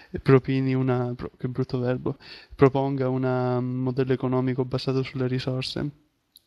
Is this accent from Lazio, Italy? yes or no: no; Milazzo, Sicily, Italy; also born or lived in Catania; now in Turin, Italy; non sto a Torino soltanto da 3 anni perché sono nato a Catania e vissuto a Milazzo, sto a Torino per studiare, studio al Politecnico di Torino in Ingegneria Informatica e sono appunto al terzo anno